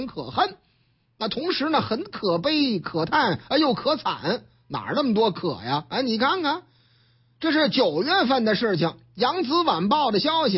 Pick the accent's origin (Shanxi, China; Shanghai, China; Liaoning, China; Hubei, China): Shanghai, China; 虽然说我老家上海嘛